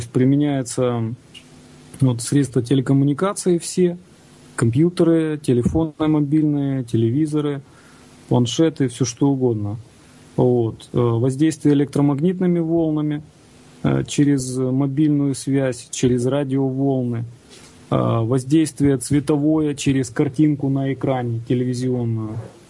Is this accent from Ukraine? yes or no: yes; Kyiv, Ukraine; Сам я из Киева, если кто не знает.